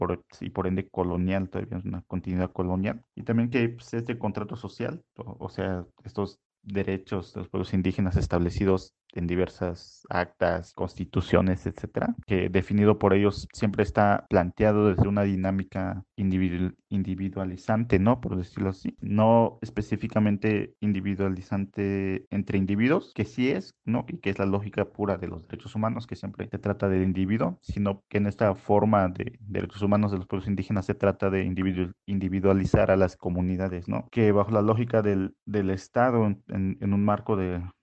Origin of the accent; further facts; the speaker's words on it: Oaxaca, Mexico; first language Mixe; Spanish is a second language; He vivido aquí la mayor parte de mi existencia, que es en más de 20 años. Hablo mi lengua materna, la lengua originaria, que es el Mije, y el español por la escuela